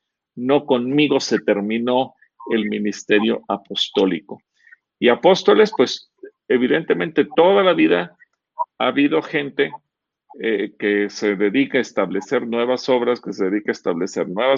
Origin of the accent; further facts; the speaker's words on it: Mexico; si nos comparamos como pueblo mexicano